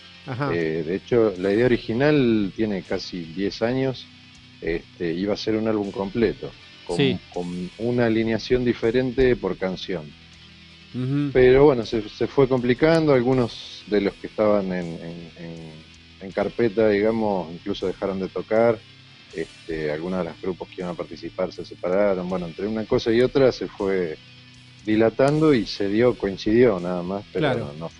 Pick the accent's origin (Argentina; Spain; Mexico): Argentina; Lima, Buenos Aires Province; es un pueblo que se llama Lima, medio camino entre Zárate y Varadero, son 100 kilómetros más o menos ahí